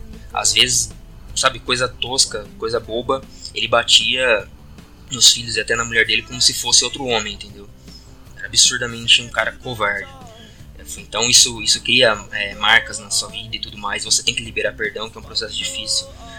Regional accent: Guarujá, São Paulo, Brazil; also born or lived in Campinas; eu nasci em Campinas, morei um tempo aqui e depois, não me lembro porque também era criança, nós mudamos para o Guarujá, interior de São Paulo, ali no litoral.

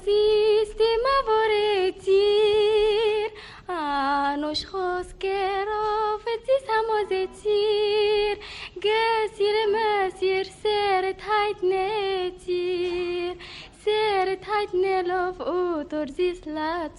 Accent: Egypt; born there; اه طبعا مدام مولوده في مصر وماما وبابا كلهم مولودين في مصر يبقى مصر

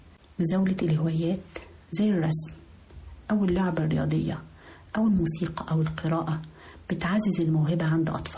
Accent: Egypt; المؤسسات التعليمية والثقافية المنتشرة عندنا في مصر، في كل محافظات مصر وكل مدنها

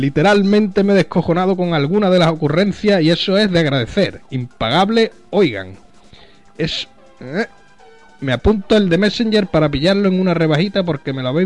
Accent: Zaragoza, Aragon, Spain; Yo soy de Zaragoza y de vez en cuando voy por Teruel a visitar a unos amiguetes.

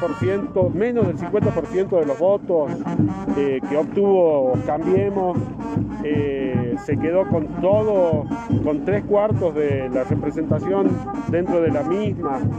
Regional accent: Salta, Argentina; yo soy salteño

